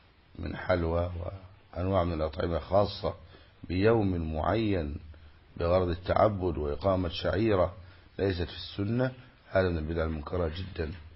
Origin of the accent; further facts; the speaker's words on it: Egypt; والمثل الذي عندنا في مصر